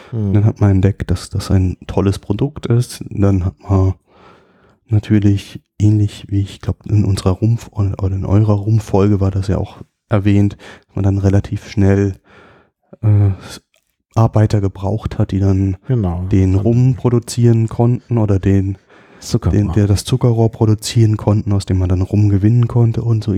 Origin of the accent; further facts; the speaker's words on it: Rhineland-Palatinate, Germany; Also ich komme ja eigentlich aus der Südpfalz und dort wurde in meiner Jugend auch noch relativ viel Tabak angebaut.